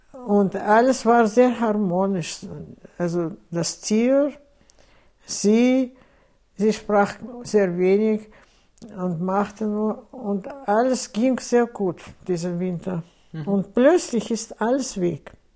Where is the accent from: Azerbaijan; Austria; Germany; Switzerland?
Azerbaijan; Baku; moved away; dann das Haus, wo ich geboren bin. Baku ist eine sehr schöne Stadt.